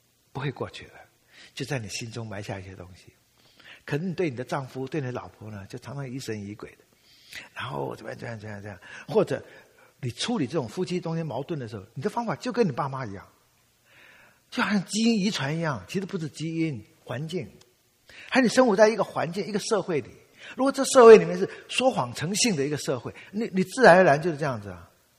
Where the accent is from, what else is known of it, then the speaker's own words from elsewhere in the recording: Taiwan; 当然，我们当年小的时候在台湾是很悲壮的，尤其在搞文革的时候。